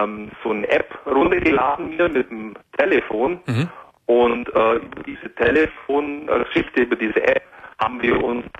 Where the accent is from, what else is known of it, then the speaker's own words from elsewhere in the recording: Augsburg, Bavaria, Germany; now in Allgäu, Germany; gebürtig bin ich aus Augsburg, aber da war es so auf dem Land, also Augsburg ist sogar die größere Stadt, aber die letzten fast 20 Jahre sind es jetzt im Allgäu, in der Kleinstadt mit 40.000 Einwohnern